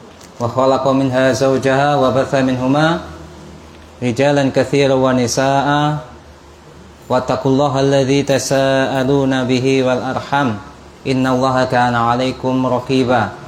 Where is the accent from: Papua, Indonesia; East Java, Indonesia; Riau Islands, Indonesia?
East Java, Indonesia; Kediri; asli dari Kediri, kota tahu ya.